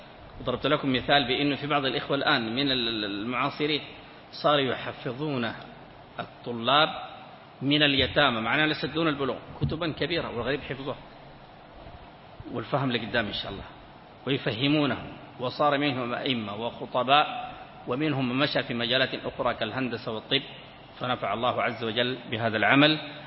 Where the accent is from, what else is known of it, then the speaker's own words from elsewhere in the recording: Sudan; كان عندنا في السودان